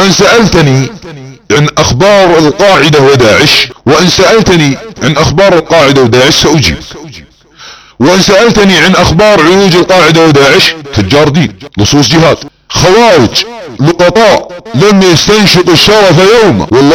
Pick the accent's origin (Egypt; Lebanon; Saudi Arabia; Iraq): Saudi Arabia; نحن السعوديون أبناء المملكة العربية السعودية